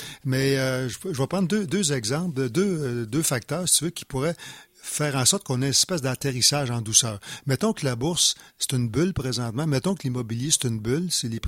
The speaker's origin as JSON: {"language": "French", "region": "Quebec", "country": "Canada", "said": "parce que je suis Québécois, c'est le gouvernement du Québec"}